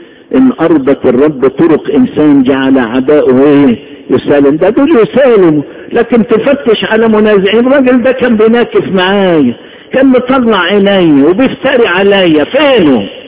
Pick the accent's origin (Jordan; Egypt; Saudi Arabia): Egypt; Upper Egypt; accent: Saidi; انا بتكلم صعيدي.